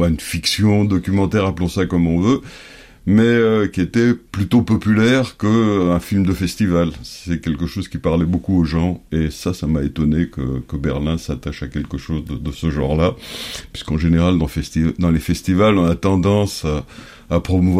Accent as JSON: {"language": "French", "country": "France", "tie": "born or raised there", "also_born_or_lived": "Paris", "moved": "yes", "lives_now": "Greece", "said": "Je suis grec, je suis français, de nationalité aussi, je suis né à Paris. J'ai grandi en France, je suis retourné en Grèce en 2004."}